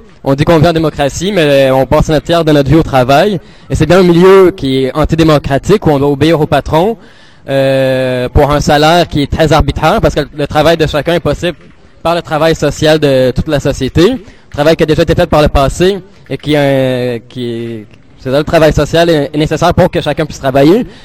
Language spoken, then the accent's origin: French; Montreal, Quebec, Canada; Bonjour, moi je viens de Montréal, je suis arrivé il y a quelques jours à peine.